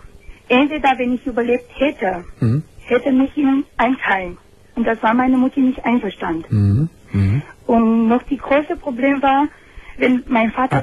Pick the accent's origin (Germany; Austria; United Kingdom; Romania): Romania; German is a second language; Ich komme aus Rumänien.